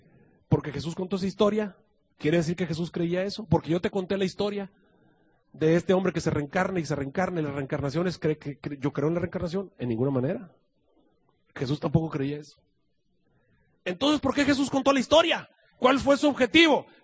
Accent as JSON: {"language": "Spanish", "country": "Mexico", "said": "cómo somos los mexicanos o cómo somos los seres humanos, o los que asistimos a la iglesia, los adventistas"}